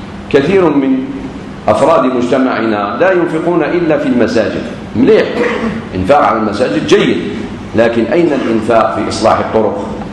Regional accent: Algeria; خاصة في بلادنا الجزائر

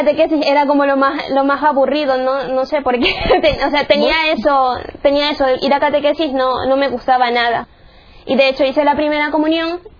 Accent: Chone, Manabí, Ecuador; born there; soy de Ecuador, nací en Choña, en la costa de Ecuador.

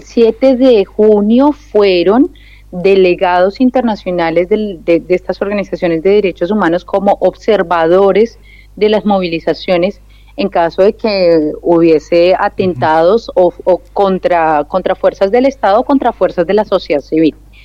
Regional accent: Colombia; es una novedad para nosotros como pueblo colombiano

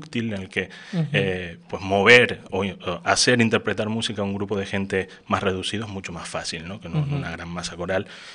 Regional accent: Canary Islands, Spain; moved away as an adult; Yo soy de Lanzarote, desde que estando en el instituto allí, yo cantaba en coros allí y demás. Me vine a la universidad

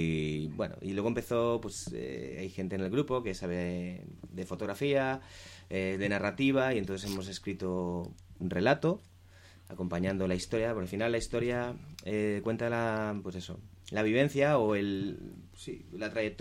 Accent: Alicante, Valencian Community, Spain; somos seis músicos de Alicante que realmente pues tenemos otras inquietudes artísticas

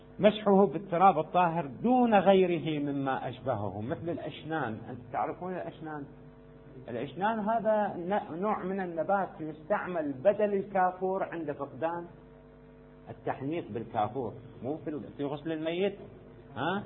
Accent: Iraq; يوجد السدر عندنا في العراق كثير

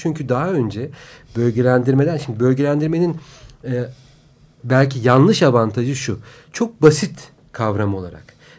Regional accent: Ankara, Turkey; Ankara söz gelimi. Benim kendi doğduğum büyüdüğüm şehir.

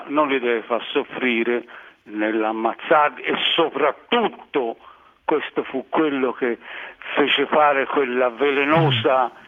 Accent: Terranuova Bracciolini, Tuscany, Italy; negli anni 30, quando ero bambino, ragazzino, a Terranova Bracciolini, in campagna, si mangiava il gatto.

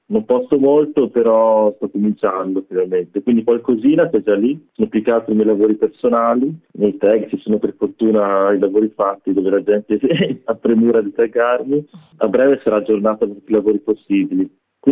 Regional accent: Veneto, Italy; io comunque vengo dalla provincia di Rovigo, abbastanza, non so come dire, che non offre molti stimoli per me.

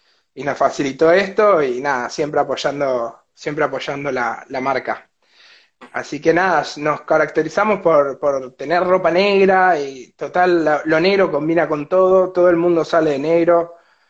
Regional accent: Puerto Madryn, Chubut, Argentina; Sí, somos de Puerto Madryn. Todo el grupo de pibes acá que estamos laburando somos todos de Madrid. La mayoría nacidos y criados acá, la familia también de hace tiempo.

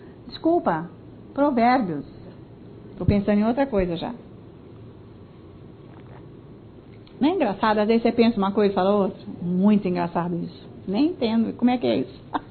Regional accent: Italy; Portuguese is a second language; Eu sou italiana.

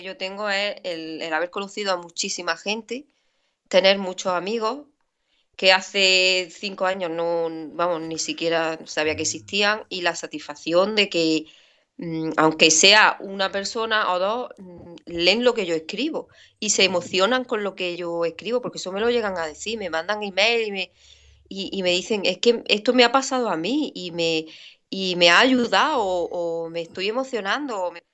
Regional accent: Granada, Andalusia, Spain; ¿qué te voy a decir yo de mi tierra? Todo bueno, todo, vamos, yo estoy encantada con mi ciudad.

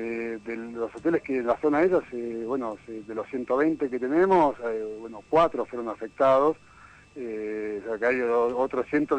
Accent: Buenos Aires, Argentina; born there; now in Tilcara, Argentina; Yo hace 15 años que vivo en Tilcara, la verdad soy porteño de nacimiento

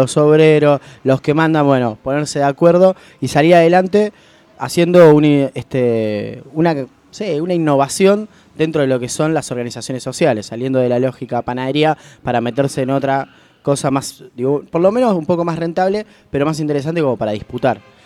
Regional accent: Merlo, Buenos Aires Province, Argentina; Yo me acuerdo en mi barrio, por ejemplo, yo vengo de Merlo, en las esquinas, viste, había fogones

